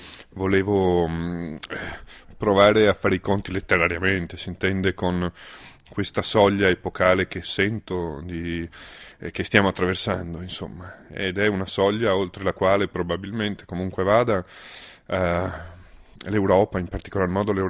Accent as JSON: {"language": "Italian", "town": "Venice", "region": "Veneto", "country": "Italy", "tie": "born or raised there", "said": "E allora l'idea di una città, che poi è la mia città, io sono cresciuto a Venezia"}